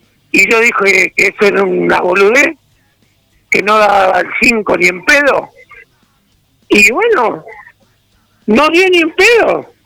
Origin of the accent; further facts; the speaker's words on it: Argentina; Porque todos somos argentinos, aunque pensemos distinto